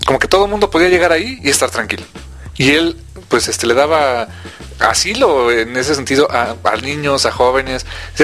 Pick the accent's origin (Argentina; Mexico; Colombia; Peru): Mexico; Tlalnepantla, State of Mexico; Esa barbería me recuerda como me cortaba yo el pelo de chiquito, en Tlanepantla.